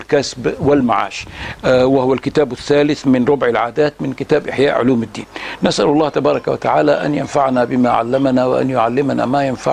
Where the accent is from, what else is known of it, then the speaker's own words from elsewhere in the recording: Egypt; في نساء بقى في بلادنا مصر